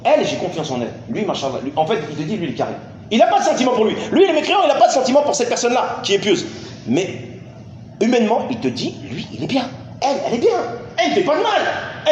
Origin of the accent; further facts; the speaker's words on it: France; Vous venez de France, on vient de France.